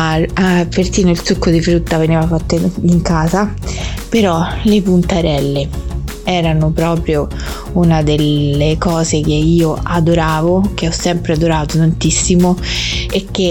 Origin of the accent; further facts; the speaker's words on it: Monterotondo, Lazio, Italy; all'interno del centro storico di Monterotondo, del mio paese